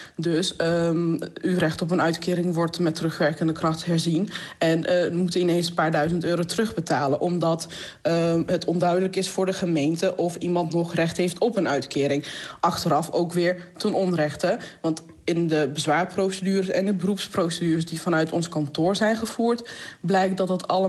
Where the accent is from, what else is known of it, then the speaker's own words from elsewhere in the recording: Georgia; Dutch is a second language; now in Netherlands; Ik kom oorspronkelijk uit Georgië, 94 naar Nederland toegekomen.